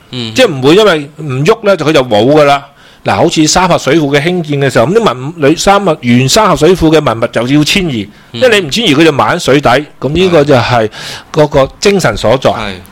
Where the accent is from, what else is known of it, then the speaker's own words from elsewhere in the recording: Macau; 因为我喺新潮区长大嘅